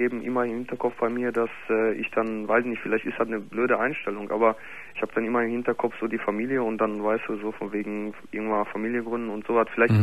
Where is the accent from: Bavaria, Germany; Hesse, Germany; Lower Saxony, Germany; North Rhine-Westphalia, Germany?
North Rhine-Westphalia, Germany; Gelsenkirchen; Ich komme nämlich aus Gelsenkirchen im Ruhrpott.